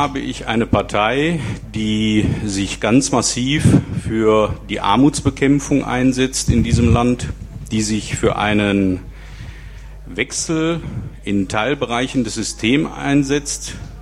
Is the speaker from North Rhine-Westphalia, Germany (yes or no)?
yes; Duisburg, North Rhine-Westphalia, Germany; moved away as an adult; now in Kevelaer, Germany; bin 47 Jahre alt, aufgewachsen in Duisburg, 36 Jahre lang, verheiratet, drei Kinder, lebe seit 2005 mit meiner Familie im schönen Kevela am Niederrhein, im Kreis Kleve gelegen.